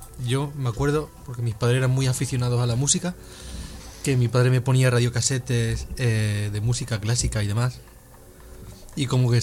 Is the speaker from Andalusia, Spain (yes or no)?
yes; Nerja, Andalusia, Spain; que hay en Nerja, en mi pueblo, que pues era bastante conocido. Yo recuerdo haber ido allí de pequeño, de flamenco.